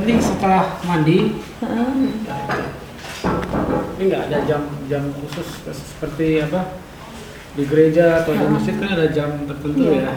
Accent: India; now in Yogyakarta, Indonesia; Kalau di Jogja, kita orang India

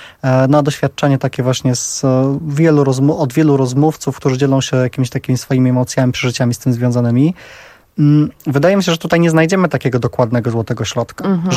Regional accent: Warsaw, Masovian Voivodeship, Poland; ja tutaj jestem z Warszawy

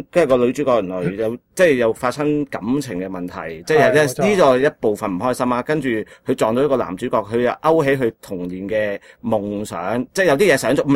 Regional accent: Hong Kong; 好多人知道我哋都系香港人啦，我惊有外国人唔知道我哋系香港人嚟嘅

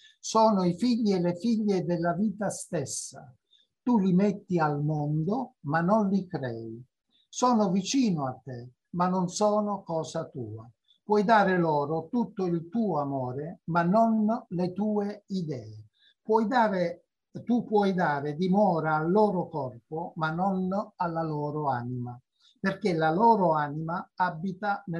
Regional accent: Sicily, Italy; io l'ho scritta per la mia terra e quindi saluto tutti gli amici siciliani che ci stanno vedendo

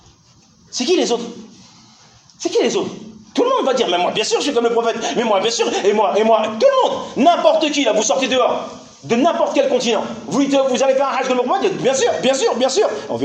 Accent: Algeria; Certes, je suis algérien, certes, c'est un libyen ou un sénégalais, c'est pas un problème.

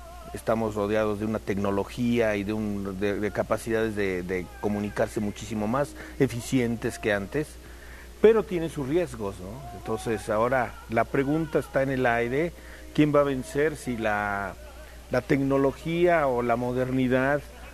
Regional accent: Mexico; now in Germany; En realidad aquí somos tres tenores mexicanos

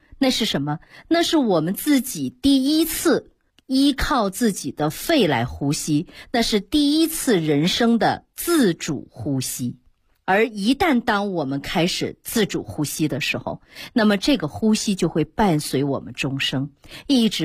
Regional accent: Northeast China, China; 就是我们东北人讲话叫胯骨轴子啊

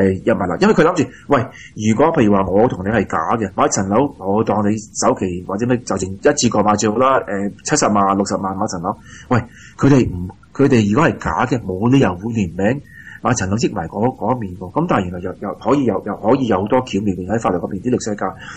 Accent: Australia; 我哋澳洲人去為咗啲人喺外來人辦假結婚

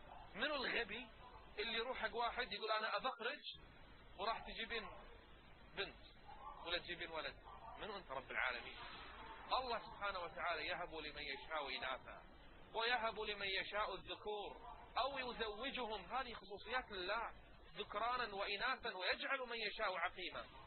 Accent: Kuwait; يدرون ان احنا عندنا بالكويت ما في عقوبة تجرم السحر

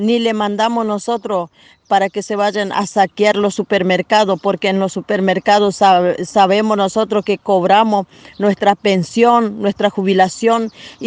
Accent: Roque Sáenz Peña, Chaco, Argentina; Somos de acá de Roque Sáenz Peña.

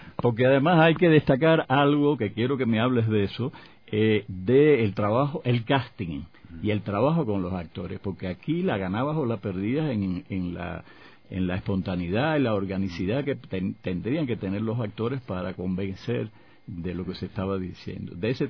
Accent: Cuba; éramos dos extranjeros dentro del, estaba el colombiano y estaba yo como cubano

